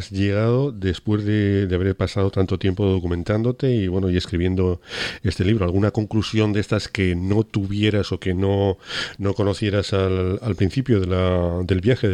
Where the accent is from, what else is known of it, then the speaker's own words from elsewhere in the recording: Huesca, Aragon, Spain; yo soy de Huesca, sí, como saben muy, muy bien la mayoría de los oyentes.